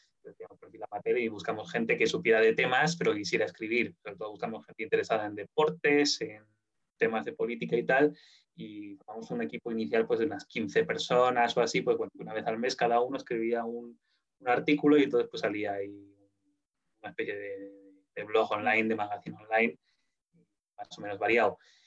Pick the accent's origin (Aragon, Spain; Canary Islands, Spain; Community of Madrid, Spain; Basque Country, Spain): Aragon, Spain; Zaragoza; yo soy de Zaragoza, con la emisora local de la serie Zaragoza, con Radio Zaragoza.